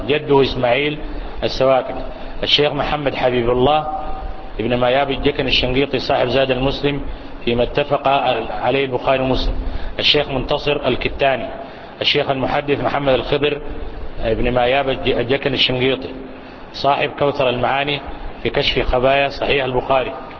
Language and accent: Arabic; Sudan; للمؤلف تلاميذ متوافرون عندنا في السودان